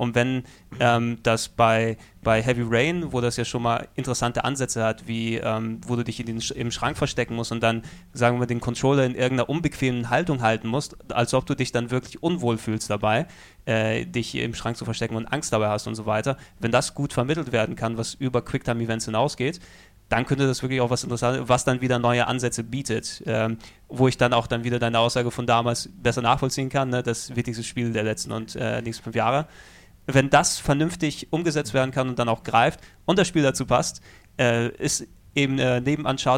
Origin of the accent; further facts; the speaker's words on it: Greece; Ich natürlich als Grieche bin ich